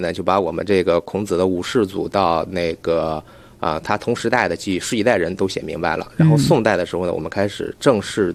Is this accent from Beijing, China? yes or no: yes; Beijing, China; 我就住在附近。然后因为我父亲的工作关系嘛，所以我小时候就是在孔庙里跑着玩长大的。